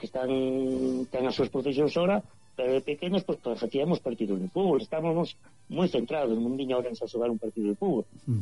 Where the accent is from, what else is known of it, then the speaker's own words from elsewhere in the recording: Galicia, Spain; Sí, que é unha riqueza e non podemos ter vergoña de ser galí.